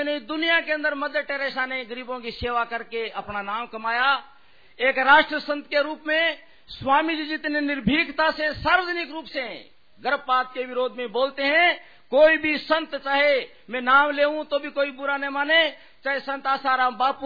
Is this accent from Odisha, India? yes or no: no; Rajasthan, India; मैं राजस्थान के अंदर उस इलाके का रहने वाला हूं जो पानी की समस्या है।